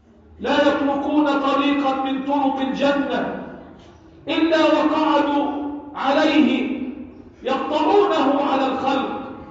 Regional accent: Egypt; اللهم احفظ بلدنا مصر وسائر بلاد المسلمين

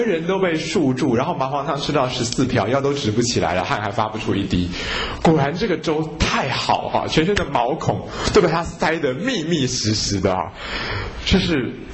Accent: Taiwan; 一般我们台湾人那个清粥小菜那个稀饭啊，那差很远啊

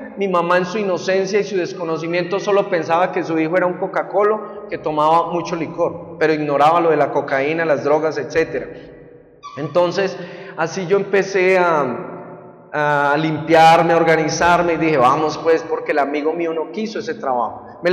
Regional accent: Buga, Valle del Cauca, Colombia; born there; yo nací en Bugavalle y como muchos en Colombia nací en un hogar muy disfuncional.

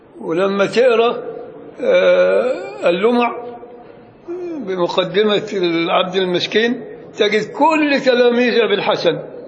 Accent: Upper Egypt, Egypt; لكن عندنا في الصعيد الأدنى يقول لك اللهم صل على النبي

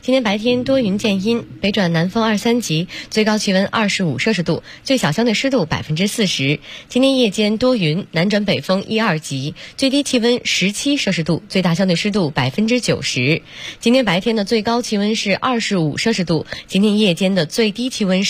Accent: Beijing, China; 海淀呐。

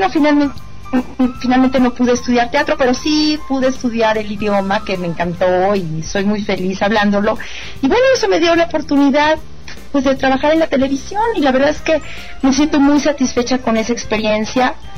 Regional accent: Mexico City, Mexico; yo soy chilanga y aquí casi ni me muevo de la Ciudad de México.

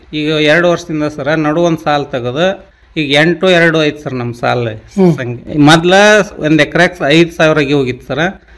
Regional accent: Navalgund, Karnataka, India; ಸಿರ್ಕೋ ನಮ್ಮ ಗ್ರಾಮ, Navalgund taluk ದಾವಡ್ district sir.

